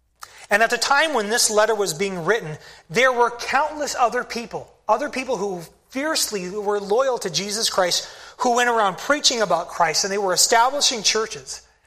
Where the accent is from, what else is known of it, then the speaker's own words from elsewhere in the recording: Spokane, Washington, United States; There's my first church back in Michigan, and the church that I grew up in Spokane, Washington. I grew up in that church for the first 19 years of my life.